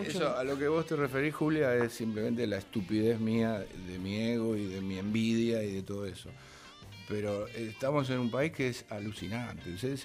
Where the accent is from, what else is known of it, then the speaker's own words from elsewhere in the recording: Buenos Aires, Argentina; yo nací en Buenos Aires, pero mi papá es fue un peón de campo, de Bolívar, mi mamá fue una costurera de campo de Las Flores, y yo me crié en Buenos Aires